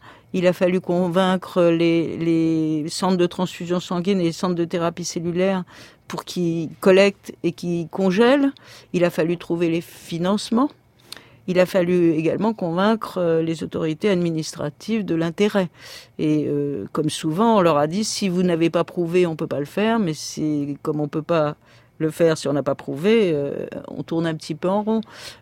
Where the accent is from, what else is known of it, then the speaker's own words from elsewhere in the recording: Paris, Île-de-France, France; Rien en tant que parisienne et avec mon mari ne nous prédestinait à faire de l'alpinisme.